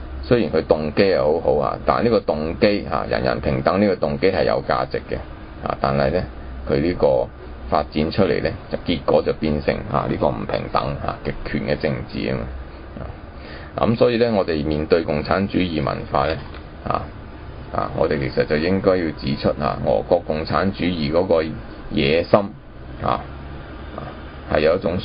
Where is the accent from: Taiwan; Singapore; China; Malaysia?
China; 我们今天身为中国人而不能够保存中国文化精神